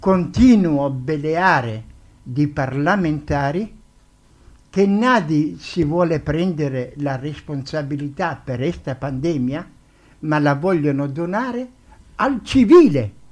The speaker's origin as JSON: {"language": "Spanish", "country": "Italy", "second_language": "Spanish", "lives_now": "Spain", "said": "Yo soy italiano. Yo soy italiano, amo la España porque vivo aquí da mucho tiempo y morirò aquí"}